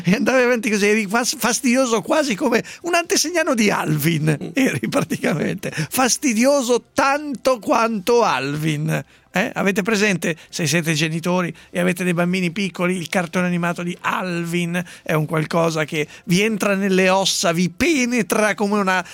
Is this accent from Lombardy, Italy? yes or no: yes; Sesto San Giovanni, Lombardy, Italy; now in Milan, Italy; essendo nato e cresciuto a Sesto San Giovanni, cioè, anche se sto a Milano adesso